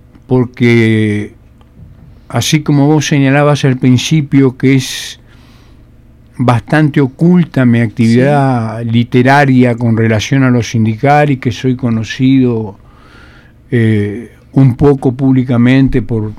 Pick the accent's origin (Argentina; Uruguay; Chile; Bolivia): Uruguay; Fray Bentos, Río Negro; Yo soy de Fray Bentos.